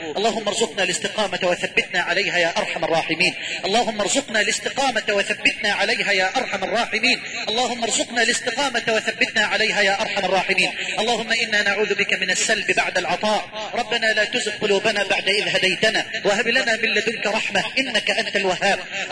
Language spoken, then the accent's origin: Arabic; Egypt; واجعل بلدنا مصر أمنا أمانا سخاء رخاء